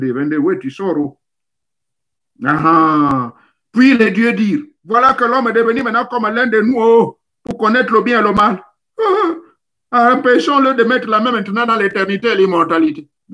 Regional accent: Gabon; Chez nous, au Gabon, là-bas, toi tu vas voir ça oublier.

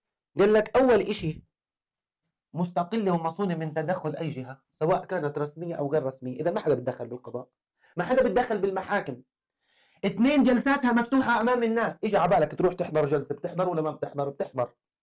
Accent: Jordan; قال لك القضاء عندنا في الأردن إلهم استقلالية

